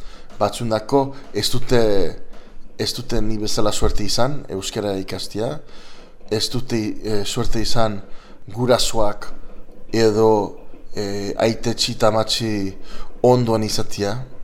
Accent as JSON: {"language": "Basque", "town": "San Francisco", "region": "California", "country": "United States", "tie": "born or raised there", "said": "Ni gaztez lehen eskuntza zen euskera. Men San Franciscon sortu nitzen, jaio nitzen, gurasoak bastandarrak, baita mare, eta bueno, lehen eskuntza euskeraz"}